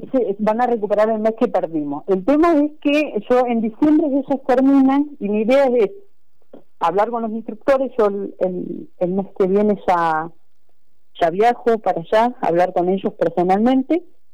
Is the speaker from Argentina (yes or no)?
yes; Comodoro Rivadavia, Chubut, Argentina; Yo vengo de Comodoro, fui una de las primeras mujeres allá en Comodoro ser árbitro